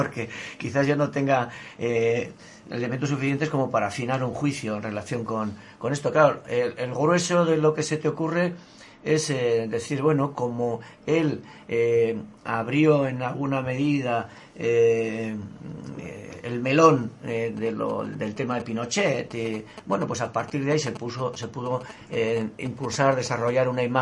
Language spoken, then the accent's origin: Spanish; Pamplona, Navarre, Spain; Hace tan solo un mes, allí en Iruña, en mi pueblo, en Pamplona, fue cerrado un medio